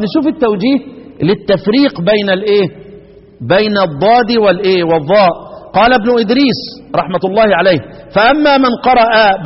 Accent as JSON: {"language": "Arabic", "country": "Egypt", "said": "انما هي بتاعتنا احنا كمصريين"}